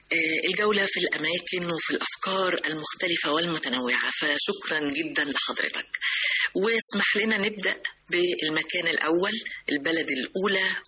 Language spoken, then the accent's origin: Arabic; Egypt; ونقلها هنا في بلدنا مصر